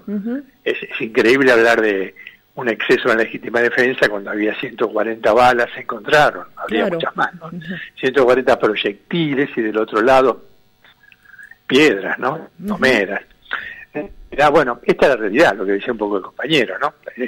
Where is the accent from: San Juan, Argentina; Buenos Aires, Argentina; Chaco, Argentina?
Buenos Aires, Argentina; born there; soy hijo de laburante, nací en Pompeya